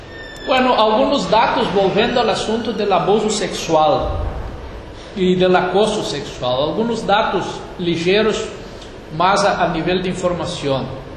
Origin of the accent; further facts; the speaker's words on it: Rio Grande do Sul, Brazil; now in Uruguay; Yo soy gaúcho aquí de Río Grande y ahí decimos los gurís, ¿no?